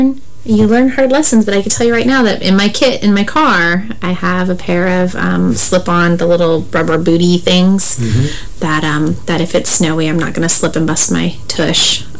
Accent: Montana, United States; I grew up in Montana, so ice and snow and cold weather wasn't an uncommon occurrence for me. And when we moved to this area

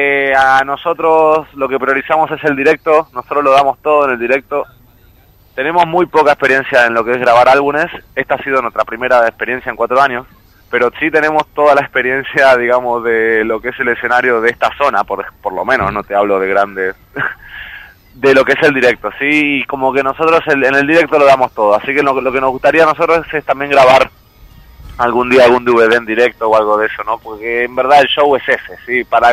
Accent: La Plata, Buenos Aires Province, Argentina; Yo soy de Plata, Argentina.

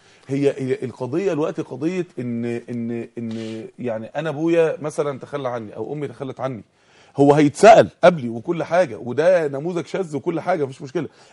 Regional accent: Mansoura, Dakahlia, Egypt; الراجل اللي عندنا في المنصوره

